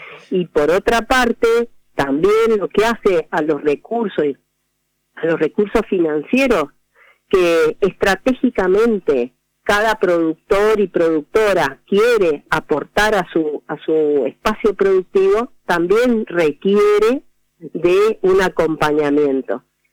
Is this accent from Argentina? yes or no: yes; Argentina; Es una es un derecho que tenemos como ciudadanos argentinos